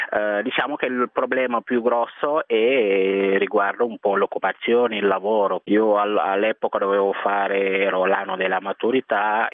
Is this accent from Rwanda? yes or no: no; Senegal; moved away as an adult; now in Italy; sono nato e cresciuto in Senegal fino all'età di 19 anni, quindi a 19 anni sono venuto qui in Italia.